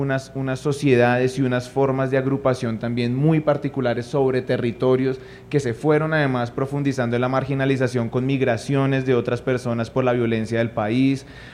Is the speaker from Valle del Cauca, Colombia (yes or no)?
no; Bogotá, Colombia; tenemos una raíz y tenemos una ancestralidad que permite sumar también al resto de lo que somos como comunidad bogotana